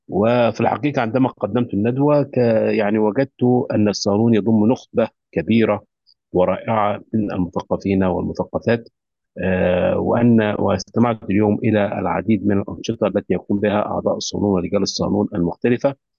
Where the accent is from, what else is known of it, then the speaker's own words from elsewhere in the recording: Egypt; now in Kuwait; أستاذ الأدب العربي والنقد والفكر، وأنا مصري مقيم في دولة الكويت حيث أعمل.